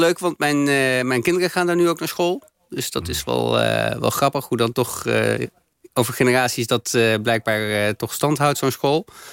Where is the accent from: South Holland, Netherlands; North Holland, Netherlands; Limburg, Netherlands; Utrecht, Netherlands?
Utrecht, Netherlands; Ik ben opgegroeid in Lunetten in Utrecht. Okay. Een mooie nieuwbouwwijk, midden in de bouwerij.